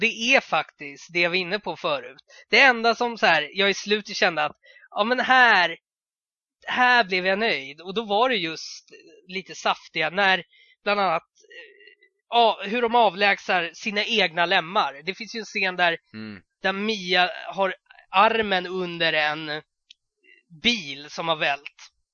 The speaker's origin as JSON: {"language": "Swedish", "town": "Norrköping", "region": "Östergötland", "country": "Sweden", "said": "att jag var från Norrköping och var tvungen att säga det, att som en mindre stad."}